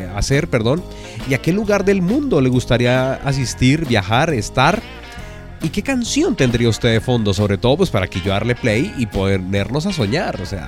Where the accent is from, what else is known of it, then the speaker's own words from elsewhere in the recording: Colombia; los que somos del interior de Colombia, que es tierra fría